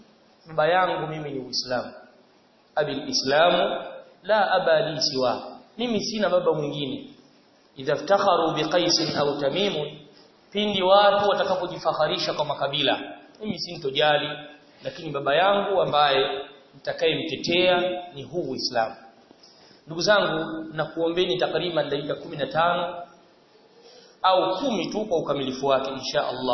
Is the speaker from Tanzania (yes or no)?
yes; Dodoma, Tanzania; mimi nimetokea Tanzania katika mkoa wa Dodoma